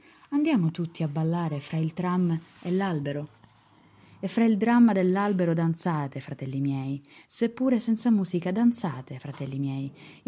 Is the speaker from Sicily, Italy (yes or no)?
yes; Palermo, Sicily, Italy; sono di Palermo. Sono una studentessa dell'Accademia di Belle Arti